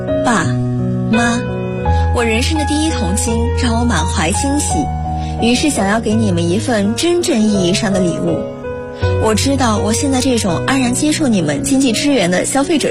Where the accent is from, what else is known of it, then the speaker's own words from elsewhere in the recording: Hengyang, Hunan, China; now in Nanjing, China; 来自湖南衡阳。我在南京大学，距离我的家乡1076公里，这是我写给爸妈的信。